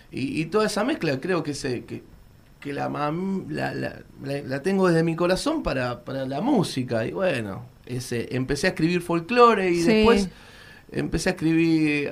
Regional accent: Avellaneda, Buenos Aires Province, Argentina; yo soy de Avellaneda, de Piñeiro. En mi casa mis viejos escuchaban mucho folclore, muchísimo.

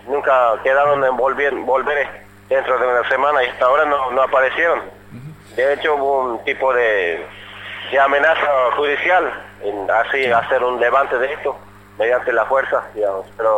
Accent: Formosa, Argentina; now in Buenos Aires, Argentina; nosotros somos de Formosa, del norte de Argentina. Uh-huh. Vinimos acá el 14 de febrero y el domingo cumplimos 4 meses.

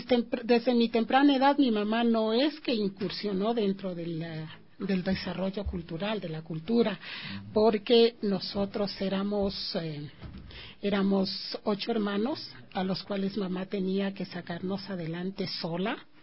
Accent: Quito, Pichincha, Ecuador; born there; yo soy nacida aquí, en la ciudad de Quito, ¿no? Pero soy del Valle del Chota de corazón.

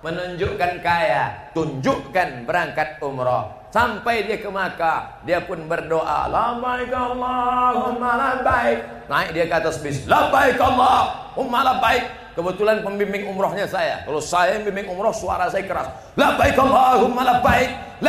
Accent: Sumatra, Indonesia; Sadarlah orang bahwa kita dari Sumatera ini bersuara keras bukan karena radikal, tapi karena memang di Sumatera ini kan gunung, angin kencang.

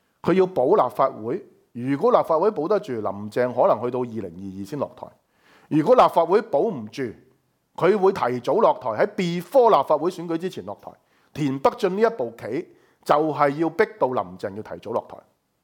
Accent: Hong Kong; 我哋香港人

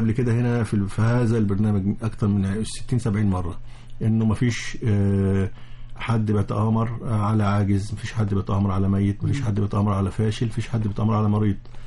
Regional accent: Egypt; ساحل البحر المتوسط اللي هو على يعني عندنا في مصر

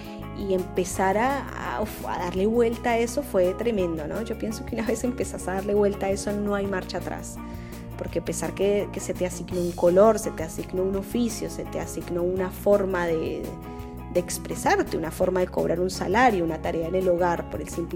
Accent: Colombia; moved away as an adult; now in Argentina; Soy una colombiana que reside en Argentina hace 12 años, estudié en la Universidad de Buenos Aires, me vine acá por eso, por ese motivo.

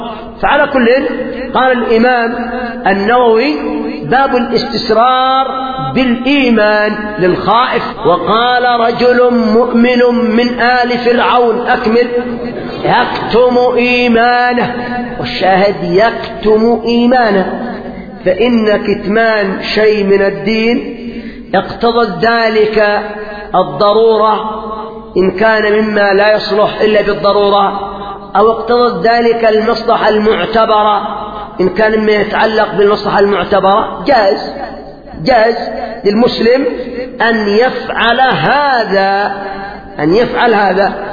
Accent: Yemen; قال ابني هذا يقول إن جبريل خان الرسالة، هذا عندنا في اليمن

